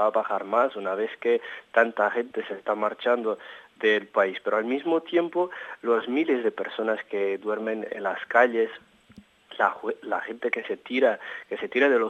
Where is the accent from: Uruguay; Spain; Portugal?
Portugal; Spanish is a second language; revolucionario en Portugal, la contrarrevolución, los aspectos más actuales de lo que pasa hoy en día en mi país.